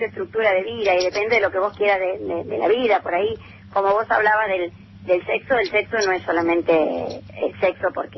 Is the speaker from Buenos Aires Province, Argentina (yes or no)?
no; Santa Fe, Argentina; Yo quedo, mi pueblo queda para el lado de Rafaela.